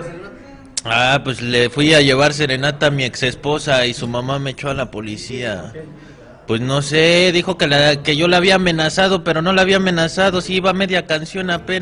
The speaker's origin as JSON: {"language": "Spanish", "town": "Tula", "region": "Hidalgo", "country": "Mexico", "said": "Del estado de Hidalgo. De Tula, Hidalgo, soy de allá."}